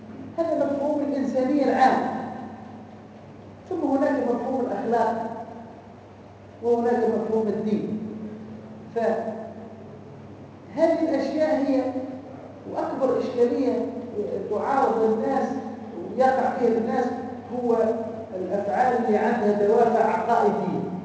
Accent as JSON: {"language": "Arabic", "country": "Tunisia", "said": "قال لي انت منين؟ قلت له انا من تونس."}